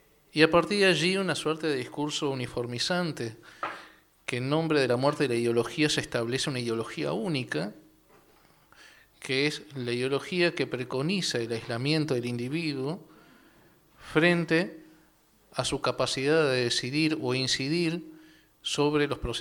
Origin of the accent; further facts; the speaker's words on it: Chuy, Rocha, Uruguay; also born or lived in Montevideo; Si bien nací en Montevideo, me crié en el Chuy, frontera.